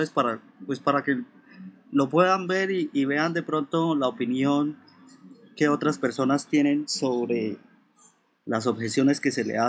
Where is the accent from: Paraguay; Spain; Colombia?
Colombia; yo creo que todos los que estamos aquí, o por lo menos los que estamos acá, que somos colombianos